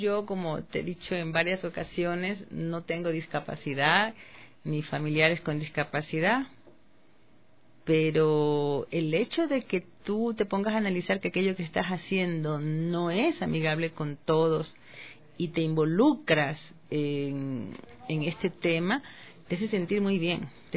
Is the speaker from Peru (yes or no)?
no; Babahoyo, Los Ríos, Ecuador; born there; yo nací en Babahoyo y siempre veía las casas sobre el río